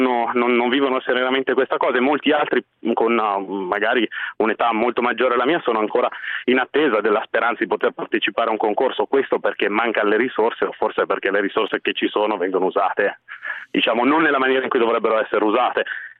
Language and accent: Italian; Milan, Lombardy, Italy; io sono milanese di Milano e sono un tecnologo alimentare, cresciuto qui in seno a questa città.